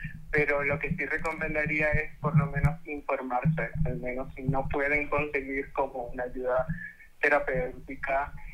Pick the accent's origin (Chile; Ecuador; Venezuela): Venezuela; porque en el contexto en el que vengo, soy venezolana